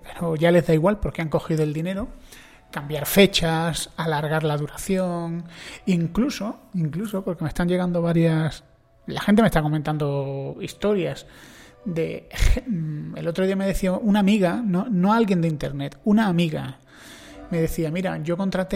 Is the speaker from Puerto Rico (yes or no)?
no; Spain; tengo amigos cubanos y soy un español, con lo cual aquí en España